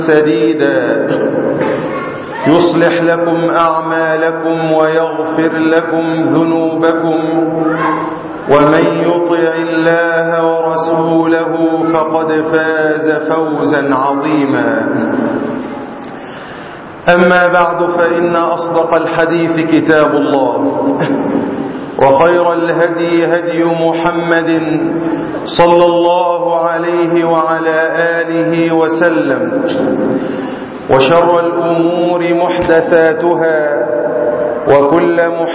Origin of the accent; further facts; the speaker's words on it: Egypt; في بلادهم، وخاصة بلدنا مصر